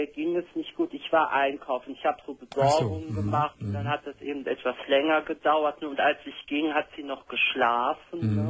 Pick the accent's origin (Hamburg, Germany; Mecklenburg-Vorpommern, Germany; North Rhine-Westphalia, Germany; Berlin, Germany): North Rhine-Westphalia, Germany; Cologne; obwohl ich gerade mal so 10 Kilometer von Köln weg wohne, ich bin seit fast 20 Jahren nicht mehr in Köln, in meiner Heimatstadt.